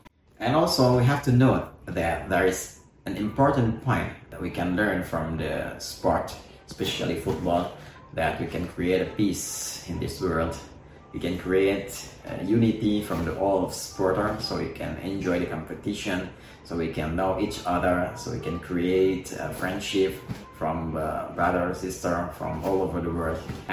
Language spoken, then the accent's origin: English; Indonesia; from Indonesia.